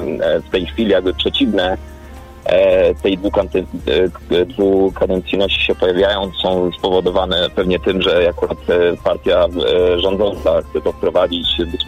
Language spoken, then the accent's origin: Polish; Gdańsk, Pomeranian Voivodeship, Poland; Ja chciałem powiedzieć, że ja pochodzę z miasta Gdańska